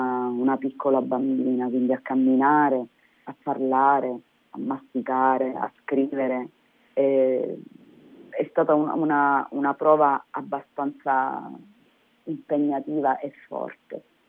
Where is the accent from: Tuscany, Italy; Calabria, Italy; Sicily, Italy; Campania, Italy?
Calabria, Italy; San Luca; mettere in circuito l'amore verso la mia terra, verso la mia gente